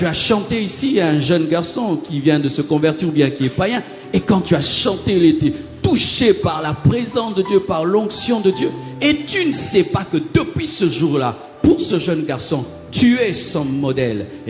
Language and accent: French; Kinshasa, DR Congo; Chez nous à Kinshasa, il y a un aliment qu'on appelle chikwang.